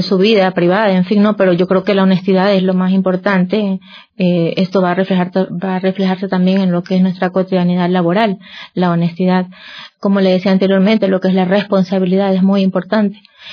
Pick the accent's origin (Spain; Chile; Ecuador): Ecuador; Guayaquil, Guayas; Yo vivo en Guayaquil, yo soy de Guayaquil